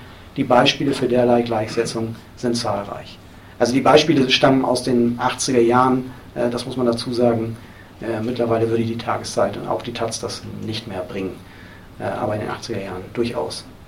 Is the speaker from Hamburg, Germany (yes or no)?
yes; Hamburg, Germany; hat in Hamburg, wo ich herkomme, damals auch maßgeblich die ersten Diskussionen über dieses Thema angestoßen